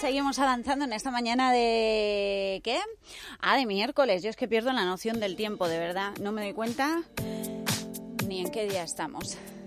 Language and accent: Spanish; Crevillente, Valencian Community, Spain; soy de Crevillente